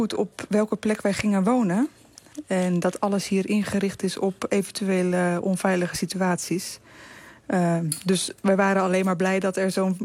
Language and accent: Dutch; Rotterdam, South Holland, Netherlands; We komen uit Rotterdam.